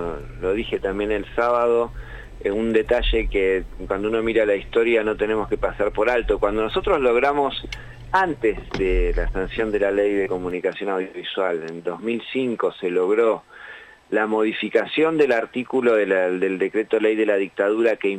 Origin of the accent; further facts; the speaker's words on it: La Plata, Buenos Aires Province, Argentina; Yo soy de La Plata